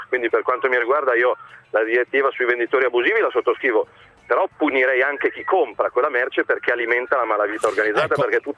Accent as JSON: {"language": "Italian", "town": "Milan", "region": "Lombardy", "country": "Italy", "said": "Che da milanese i problemi di ordine pubblico"}